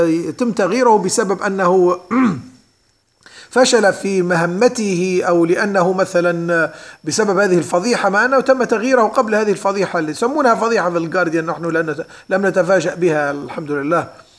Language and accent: Arabic; Libya; وخاصة في بلدنا ليبيا بالذات.